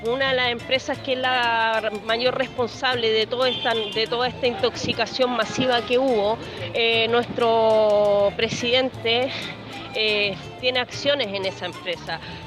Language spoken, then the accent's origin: Spanish; Quintero, Valparaíso, Chile; soy quinterana, nací y criada en Quintero. Mi familia está en Quintero, mis amigos están allá